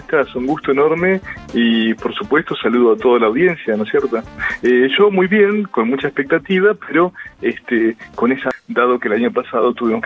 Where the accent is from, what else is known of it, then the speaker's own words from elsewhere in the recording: General Pico, La Pampa, Argentina; cuando nos incluyeron a nosotros, que somos de Pico